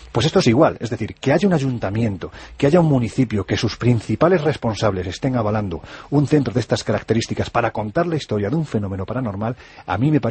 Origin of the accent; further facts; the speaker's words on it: Jaén, Andalusia, Spain; como yo soy de Jaén lo puedo decir